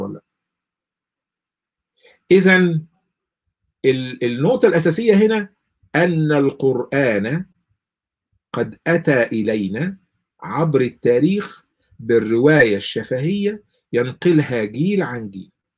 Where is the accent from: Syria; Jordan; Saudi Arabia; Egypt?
Egypt; إحنا ما إحنا بنتكلم اللهجة اللي أنا بقولها ديت اللهجة المصرية.